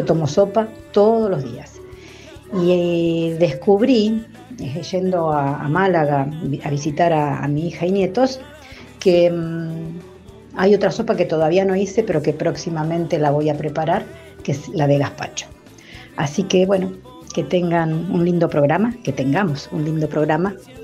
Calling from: Mar del Plata, Buenos Aires Province, Argentina; de Mar del Plata, acá, a pleno sol.

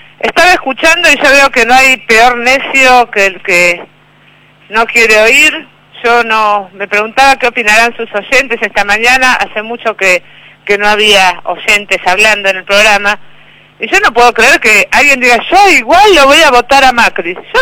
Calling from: Vicente López, Buenos Aires Province, Argentina; de Vicente López.

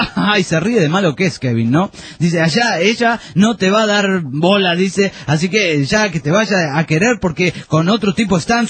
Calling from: Aguascalientes, Mexico; Soy de Aguascalientes, México.

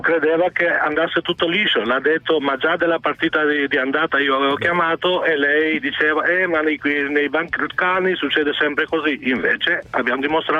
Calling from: Albania; Italian is a second language; Essendo io albanese, chiamo per la partita di ieri.

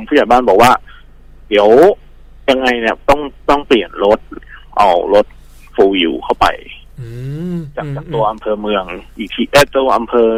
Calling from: Bangkok, Thailand; แถวๆวิภาวดีครับผม

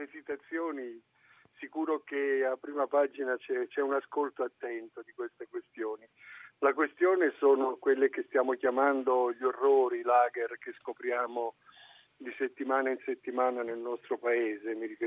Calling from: Trieste, Friuli-Venezia Giulia, Italy; chiamo da Trieste.

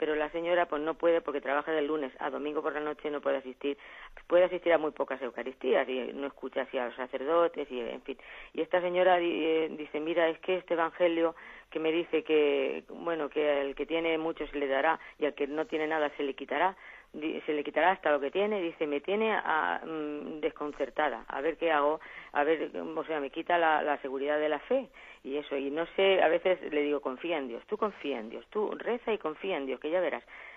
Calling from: Albacete, Castilla-La Mancha, Spain; de Albacete.

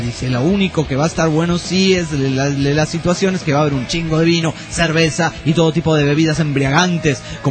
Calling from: Toluca, State of Mexico, Mexico; soy de Toluca.

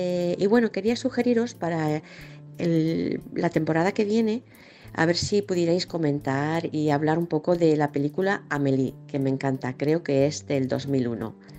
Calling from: Manzanares, Castilla-La Mancha, Spain; de Manzanares, Ciudad Real

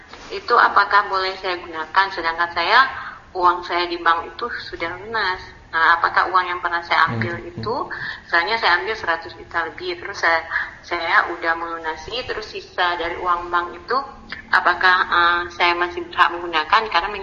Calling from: Aceh, Indonesia; dari Aceh.

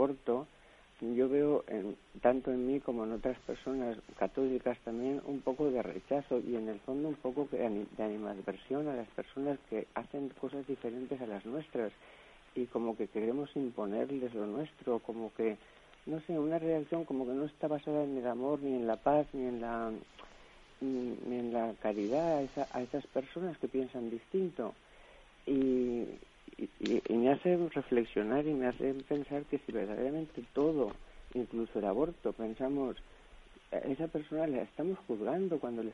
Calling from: Valencia, Valencian Community, Spain; de Valencia.

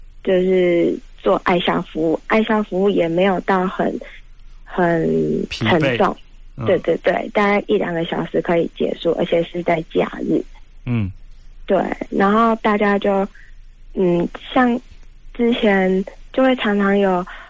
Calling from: Taipei, Taiwan; 嗨，我是台北的

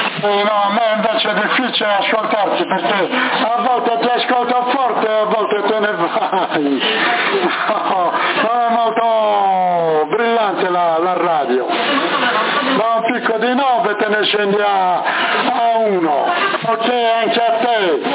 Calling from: Sassari, Sardinia, Italy; Qua siamo nel nord Sardegna, Sassari.

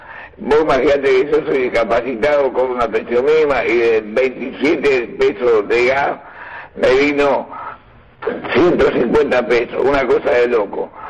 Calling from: Floresta, Buenos Aires, Argentina; de Floresta, te mando un saludo.

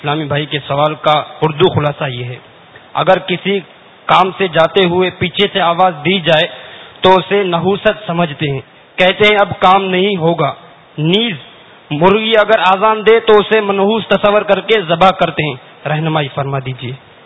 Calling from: Karachi, Sindh, Pakistan; میرا تعلق باب المدینہ کراچی سے ہے.

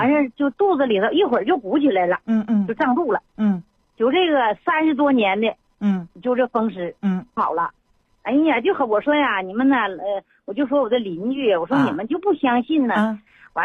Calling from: Shenyang, Liaoning, China; 我是沈阳的朋友。

